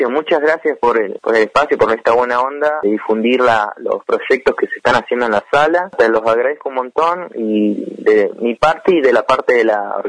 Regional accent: Bariloche, Río Negro, Argentina; Yo soy pianista, compositor de Bariloche acá, y acá tengo 21 años.

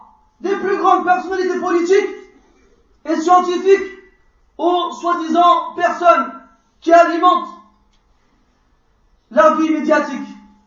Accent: France; Je suis né en France. Je suis né en France. Et depuis la maternelle jusqu'à l'université, j'ai étudié en France.

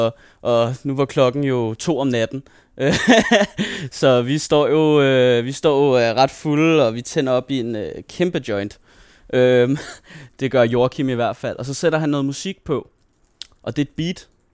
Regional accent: Dragør, Capital Region of Denmark, Denmark; det er hele det her Dragør, hvor jeg er vokset op med de her to skoler, jeg har gået på derude

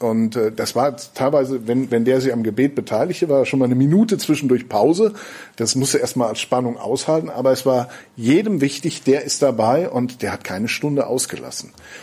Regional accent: North Rhine-Westphalia, Germany; now in Schneverdingen, Germany; aber wo ich herkomme im Siegerland, da gab es das damals, als ich noch ein bisschen jünger war, quasi in jedem zweiten Dorf.

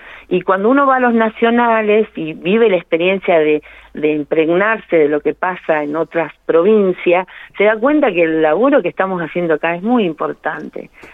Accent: La Pampa, Argentina; Nosotros somos todos de La Pampa

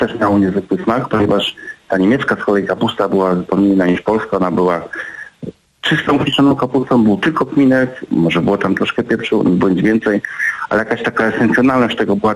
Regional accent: Lublin Voivodeship, Poland; tak się tutaj mówi na gdzie są Bieszczady, w górach, u nas na Lubelszczyźnie mówi się kwasówka.

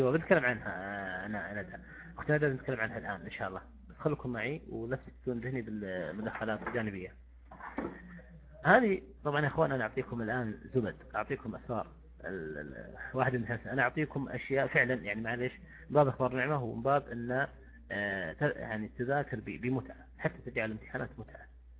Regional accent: Saudi Arabia; يعني إحنا كسعوديين يعني أفضل شيء مثلا عندنا مجالس مثلا

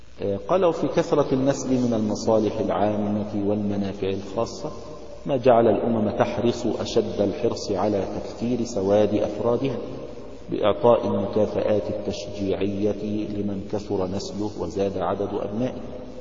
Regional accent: Egypt; now in United States; يعني عندنا في مصر يعني معونات من الدول الأجنبية وكذا ينشئون مراكز تنظيم الأسرة

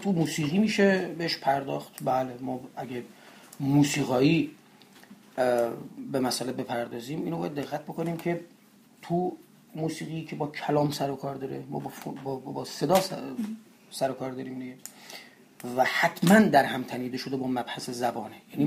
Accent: Gilan, Iran; first language Gilaki; Persian is a second language; من به سهم خودم به عنوان کسی که این زبان رو میشناسم و چی میگیم اصطلاحا تو خونته، من باهاش بزرگ شدم دیگه

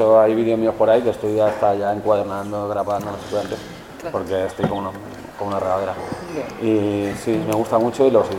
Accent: Madrid, Community of Madrid, Spain; como soy madrileño, no me cuesta gritar.

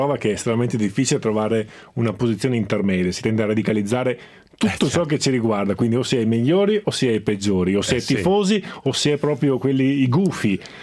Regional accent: Veneto, Italy; Un po' più sono Veneto, quindi un po' più diplomatico e meno abituato rispetto a voi a stare davanti ai microfoni

